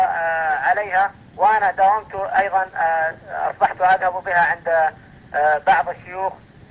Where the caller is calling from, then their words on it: Saudi Arabia; أنا أكلمك من المملكة العربية السعودية.